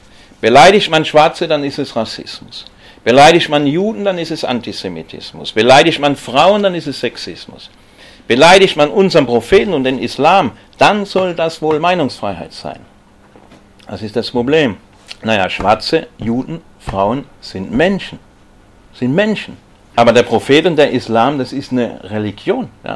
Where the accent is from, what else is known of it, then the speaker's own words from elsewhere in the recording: Stuttgart, Baden-Württemberg, Germany; Ich komme ja aus Stuttgart